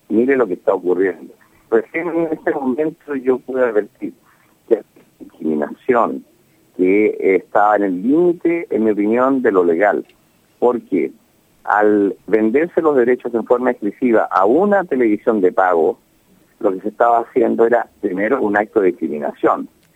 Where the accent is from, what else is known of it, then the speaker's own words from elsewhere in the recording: Chile; estaba simplemente reaccionando como un chileno frustrado